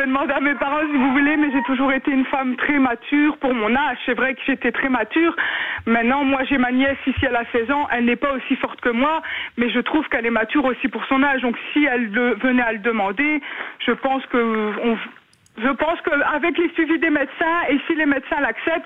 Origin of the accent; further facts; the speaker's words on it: Italy; mais j'aimais bien la bonne nourriture italienne, vu que je suis italienne.